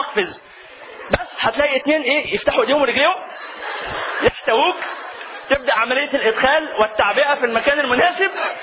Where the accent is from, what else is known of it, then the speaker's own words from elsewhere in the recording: Egypt; والله ودي من المبشرات لنا كمصريين